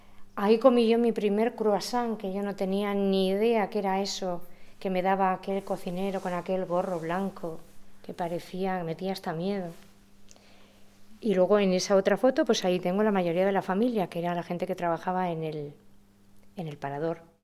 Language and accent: Spanish; Riaño, Castile and León, Spain; moved away as an adult; que ya tenía 6 meses cuando salí de Riaño, y mis raíces ahí quedaban, todo.